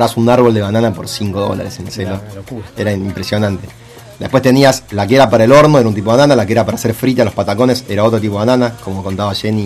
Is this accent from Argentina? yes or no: yes; Argentina; porque somos pocos argentinos, digamos, está bastante arriba para lo que es la cantidad de población